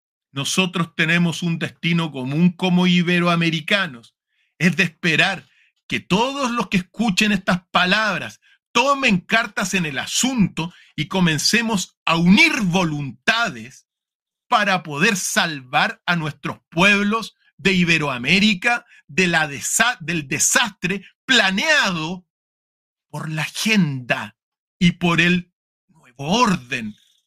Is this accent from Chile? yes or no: yes; Chile; lo digo en mi país, para no meterme con Argentina, porque los argentinos saben lo que yo digo. Pero en Chile hemos tenido gobiernos que en realidad no han querido al país